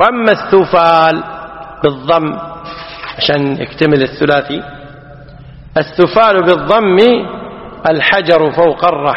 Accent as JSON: {"language": "Arabic", "country": "Kuwait", "said": "احنا عندنا في الكويت لقاح بالفتح على خلاف الفصيح"}